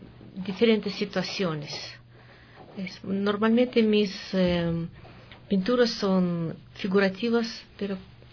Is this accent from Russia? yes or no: yes; Russia; Spanish is a second language; De Rusia. Soy de Rusia.